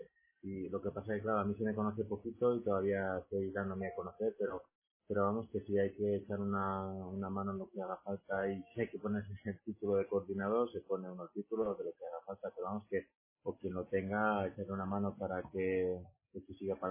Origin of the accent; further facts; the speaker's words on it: Madrid, Community of Madrid, Spain; Por mi parte, ya que soy de Madrid